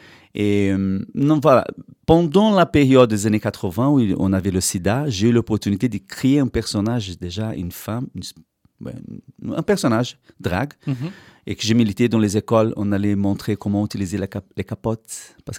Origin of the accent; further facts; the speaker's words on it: Brazil; now in Brussels, Belgium; Moi, je venais de la campagne du Brésil